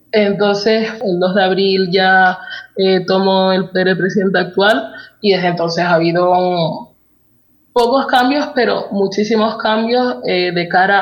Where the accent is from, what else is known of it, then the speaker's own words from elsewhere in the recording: Tenerife, Canary Islands, Spain; also born or lived in Lanzarote; yo nací en Lanzarote y me crié en Tenerife, pero me considero, por ejemplo, de las dos partes.